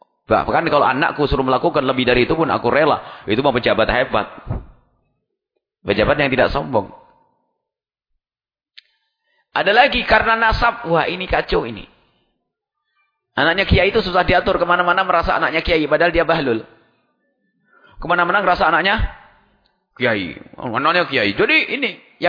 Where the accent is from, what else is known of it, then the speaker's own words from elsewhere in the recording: East Java, Indonesia; Orang Jawa Timur itu kalau punya anak dipanggil Gus, saya orang Jawa Timur.